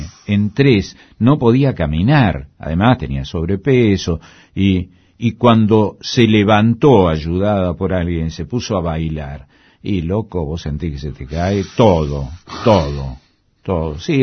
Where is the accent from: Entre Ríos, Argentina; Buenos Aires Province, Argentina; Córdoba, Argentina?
Córdoba, Argentina; Yo soy cordobés, además.